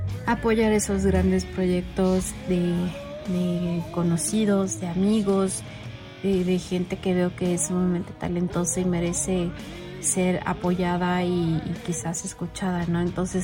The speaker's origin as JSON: {"language": "Spanish", "country": "Mexico", "said": "yo soy mexicana, vivo aquí en Ciudad de México."}